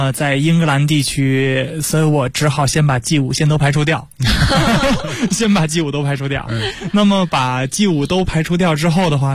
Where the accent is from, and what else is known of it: China